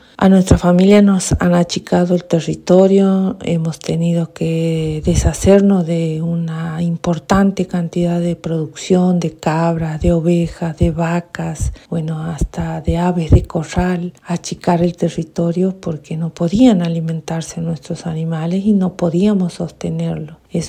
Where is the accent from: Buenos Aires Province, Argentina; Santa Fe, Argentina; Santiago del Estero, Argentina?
Santiago del Estero, Argentina; soy de Santiago del Estero, de una comunidad indígena de pueblo originario Vilela.